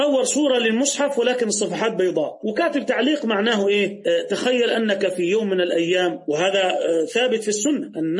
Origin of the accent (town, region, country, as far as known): Egypt